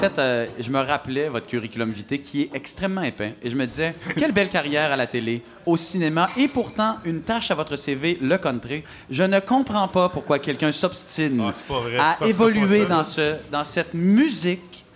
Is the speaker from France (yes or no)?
no; Canada; Fait qu'on est capable de dire si on va à l'étranger, en tant que Canadien, il fait 16,8 chez nous.